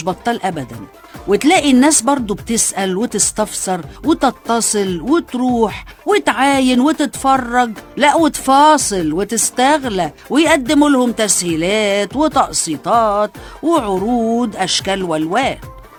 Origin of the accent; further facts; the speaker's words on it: Egypt; المرض اللي بيصيبنا احنا كمصريين مع استمرار الاعتياد على الزحمة والخنقة والحر